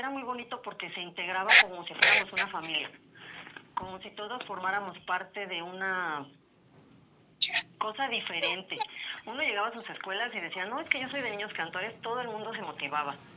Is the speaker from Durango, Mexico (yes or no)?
no; Valle de Chalco, State of Mexico, Mexico; Así es, también soy de Valle de Chalco.